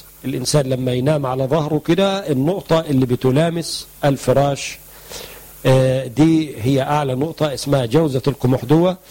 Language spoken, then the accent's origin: Arabic; Egypt; هم بيقولوا عندنا في مصر ما بنستخدمش المخ إلا في السندوتشات